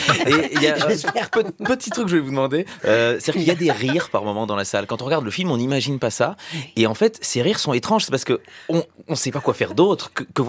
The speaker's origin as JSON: {"language": "French", "country": "Belgium", "said": "On est belges"}